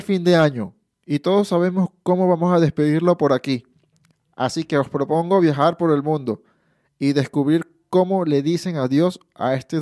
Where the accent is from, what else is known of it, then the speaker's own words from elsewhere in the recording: Venezuela; born there; Por último, en Venezuela, mi tierra, donde he nacido, la celebración de Año Nuevo es un evento familiar